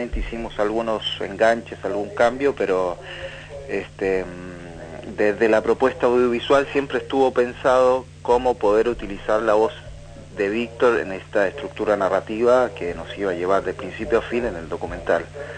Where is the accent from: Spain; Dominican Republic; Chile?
Chile; now in Argentina; Yo vengo de Chile, soy director chileno